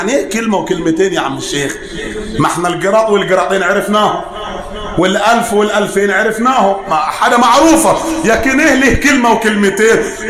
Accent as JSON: {"language": "Arabic", "region": "Upper Egypt", "country": "Egypt", "said": "زي ما بنقول عندنا في الصعيد هنا"}